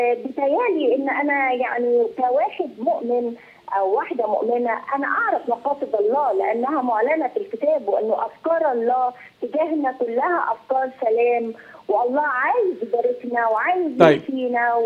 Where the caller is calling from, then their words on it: England, United Kingdom; من إنجلترا.